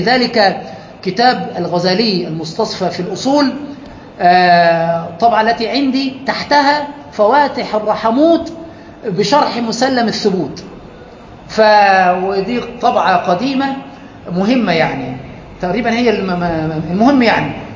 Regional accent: Egypt

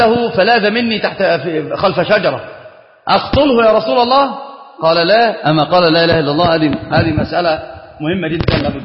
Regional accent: Upper Egypt, Egypt; فأنا صعيدي، والله صعيدي، أنا صعيدي

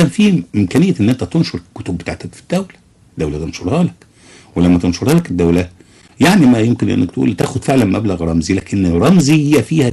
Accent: Egypt; يعني الان احنا نسال نفسنا الاول كمصريين عندنا كم مجله لنشر الاداب المصريه؟

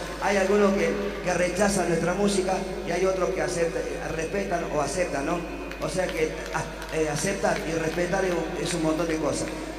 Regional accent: Córdoba, Argentina; nosotros, como le dijimos, nos vinimos de Córdoba a traer nuestra humilde música cuartetera

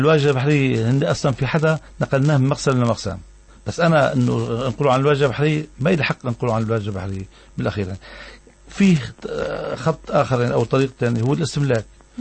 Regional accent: Tartus, Tartus Governorate, Syria; أنا ممثل عن مدينة طرطوس وتعنيني المدينة كما يعنون الأهالي. أنا مدافع عن مدينتي

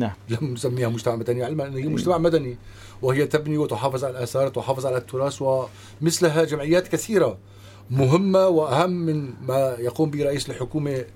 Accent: Syria; نحن كسوريين ينبغي أن يكون هناك هيئات مختلفة تمثلنا

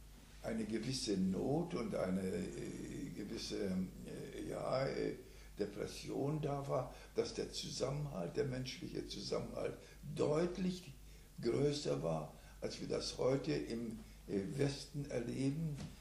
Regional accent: Chorzów, Silesian Voivodeship, Poland; now in Germany; Ich bin, komme aus dem schlesischen Raum.

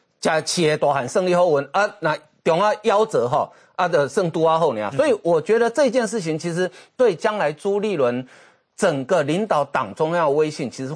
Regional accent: Toufen, Miaoli County, Taiwan; 人，就是我的故乡

